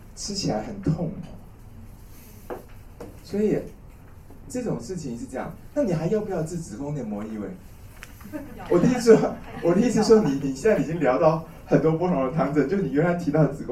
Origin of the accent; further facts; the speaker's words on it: China; 那我们中国人的中医治牙痛是算牙齿的